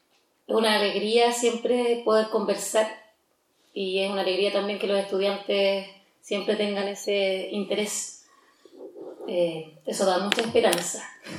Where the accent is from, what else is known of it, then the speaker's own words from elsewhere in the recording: Temuco, Araucanía, Chile; nací en Temuco, vivo aquí en Gualmapu toda mi vida, estudié en la Universidad Católica de Temuco.